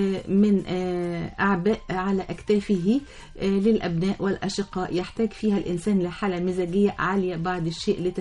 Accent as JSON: {"language": "Arabic", "town": "Asyut", "region": "Asyut Governorate", "country": "Egypt", "said": "من أسيوط،"}